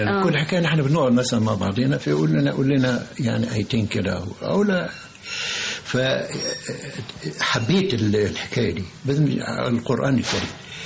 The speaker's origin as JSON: {"language": "Arabic", "town": "Minya", "region": "Minya Governorate", "country": "Egypt", "tie": "born or raised there", "said": "كان احنا كان عندنا في المنيا بقى قهوه كده نخش ندفع 5 مليم تعريفه"}